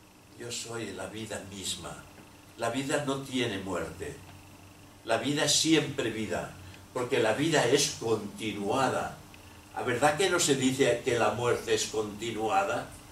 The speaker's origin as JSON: {"language": "Spanish", "town": "Barcelona", "region": "Catalonia", "country": "Spain", "tie": "born there", "said": "soy de España. Y si me aprietas un poco más, soy de Cataluña, porque he tenido la suerte, la desgracia de nacer en una región que se llama Cataluña, dentro de Barcelona, Barcelona dentro de Cataluña."}